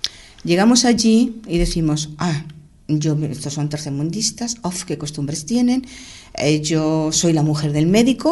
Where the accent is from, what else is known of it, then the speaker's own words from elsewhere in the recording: Madrid, Community of Madrid, Spain; moved away; De vivir Madrid capital a irme a un pueblo pequeñito. Unas costumbres distintas, un idioma distinto, una forma de pensar distinta